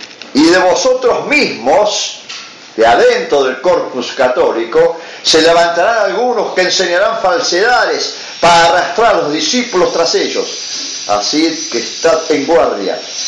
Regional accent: Flores, Buenos Aires, Argentina; Yo soy nacido y criado en Flores. Y yo vivía en la calle Francisco Bilbao, entre Coronel Esteban Bolonín y Membrillar. Membrillar 541

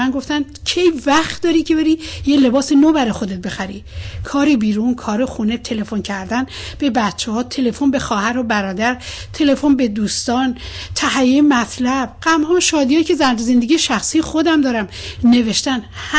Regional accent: Iran; ما میخواییم به عنوان یک ایرانی در کنار مشکلات هموطنان خودمون باشیم.

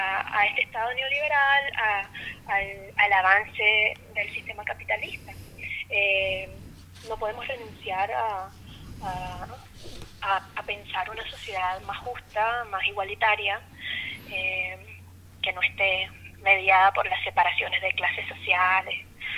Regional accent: Venezuela; nosotros como venezolanas tenemos una experiencia súper dura con respecto a la política

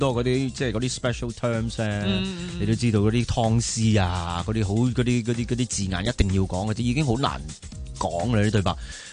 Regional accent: Hong Kong; 咁喺度土生土长㗎嘛。

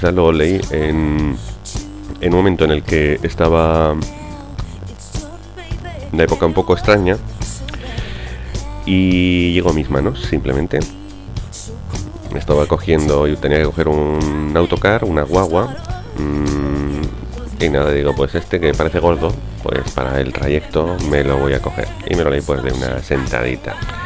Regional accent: Huesca, Aragon, Spain; yo soy de Huesca y precisamente estamos pues frontera con frontera. Puedes ir a tomarte un café de donde yo nací, donde yo me crié

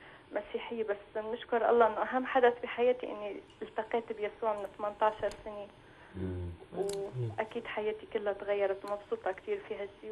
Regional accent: Syria; now in Lebanon; طبعا أنا من سوريا كمان.

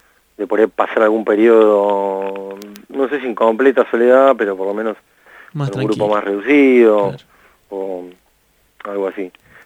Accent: Haedo, Buenos Aires Province, Argentina; Yo soy acá de Aedo del Oeste y casi ahí en el límite con Ramos.

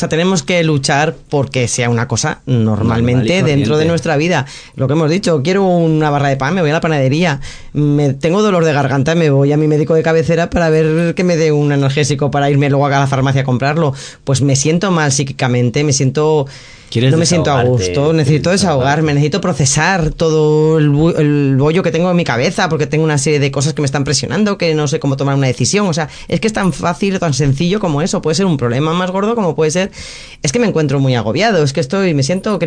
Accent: Madrid, Community of Madrid, Spain; now in Alicante, Spain; Que soy madrileña, no... que soy madrileña y luego alicantina de adopción

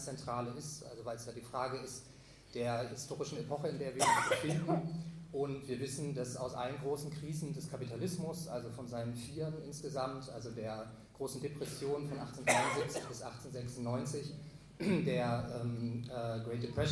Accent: Berlin, Germany; Ich komme aus Berlin

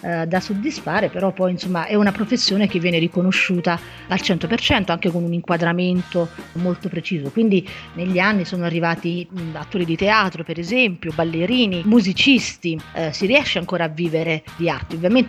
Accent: Campania, Italy; moved away as an adult; now in Brussels, Belgium; sono originaria della provincia di Salerno

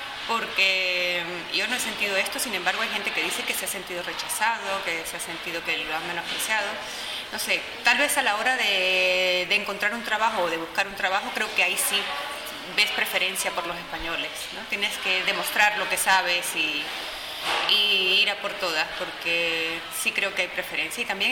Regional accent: Mérida, Venezuela; en la ciudad de donde yo vengo, que se llama Mérida, Es una ciudad pequeña y estudiantil, tiene la tercera universidad más grande del país, uno de los núcleos de esa universidad, y es muy alegre, hay mucha gente joven

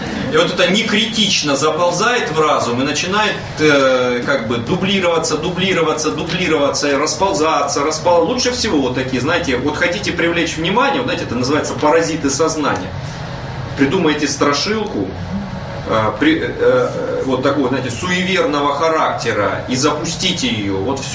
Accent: Muromtsevo, Russia

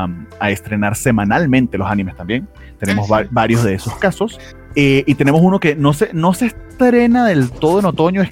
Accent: Venezuela; now in Mexico; yo que vengo de Venezuela y por algo estoy aquí en México

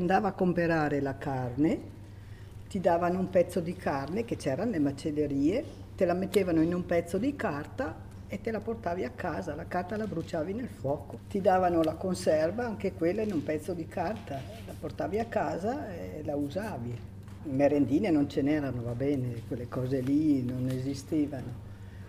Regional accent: Ceniga, Trentino-Alto Adige, Italy; now in Dro, Italy; sono da Ceniga nativa, però abito qui a Dro.

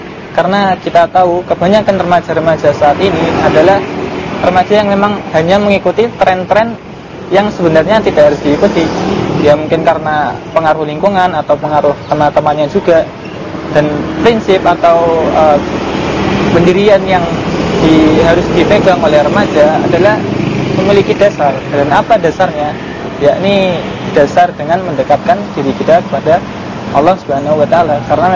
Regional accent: Semarang, Central Java, Indonesia; saya asal dari Semarang.

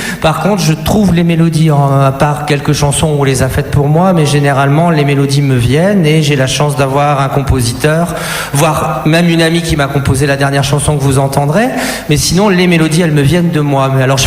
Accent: Lille, Hauts-de-France, France; Oui, je viens de Lille, oui, tout à fait.

